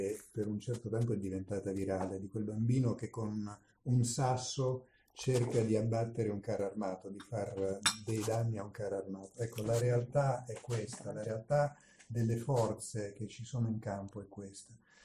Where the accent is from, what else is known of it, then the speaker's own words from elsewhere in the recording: Naples, Campania, Italy; E da buon napoletano la cosa mi ha stupito